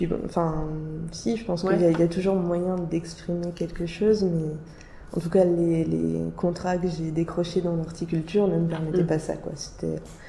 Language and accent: French; Nancy, Grand Est, France; Ouais, je viens de Nancy, en fait, à la base.